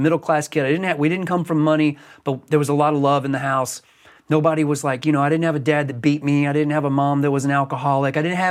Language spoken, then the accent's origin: English; the South, United States; we were a melting pot growing up in the South in the 70s and 80s